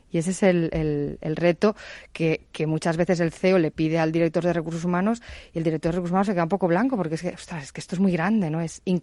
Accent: Spain; obviamente yo soy española

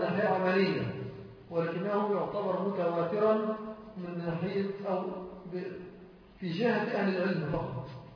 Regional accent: Egypt; أنا أقول على الأقل في بلدنا مصر

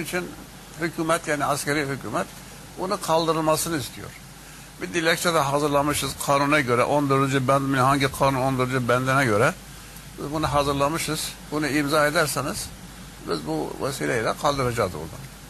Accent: Urfa, Şanlıurfa, Turkey; Ve Urfalıyım deyince adeta böyle içini döker gibi kendisi bu meseleyi anlattı.

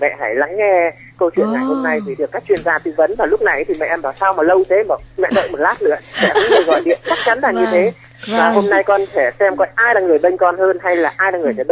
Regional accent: Thanh Hoa, Vietnam; now in Hanoi, Vietnam; em thì lớn lên ở Thanh Hóa và hiện tại thì em đang làm ở Hà Nội ạ.

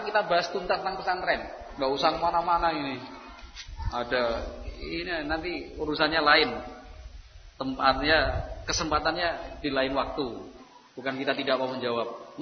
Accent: Kroya, Central Java, Indonesia; Artinya kalau karena kita orang Kroya ya pilihannya ya yang dekat-dekat saja kan begitu ya.

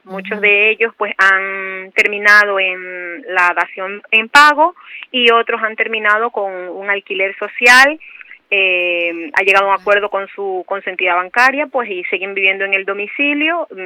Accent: Ecuador; now in Spain; nosotros que somos de Ecuador.

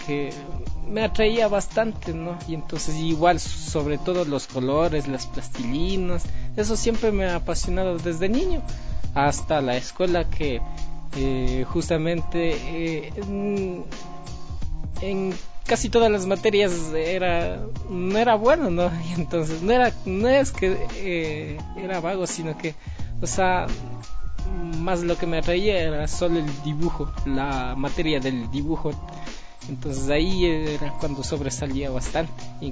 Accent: Otavalo, Imbabura, Ecuador; Como runas que somos propios de Otavalo, ¿no?

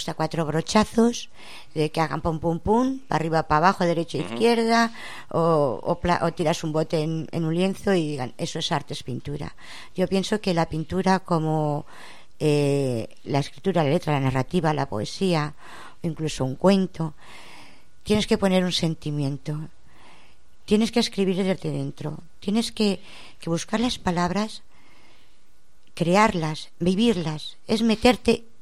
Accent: Madrid, Community of Madrid, Spain; now in Valdemoro, Spain; Y bueno, yo soy de Madrid y bueno, pues vivo en Valdemoro.

